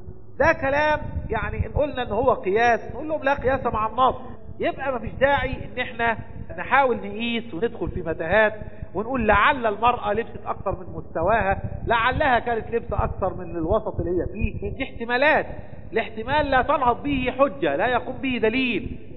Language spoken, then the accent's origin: Arabic; Egypt; لكن العلماء عندنا في مصر قالوا التقدير الآن بالفضة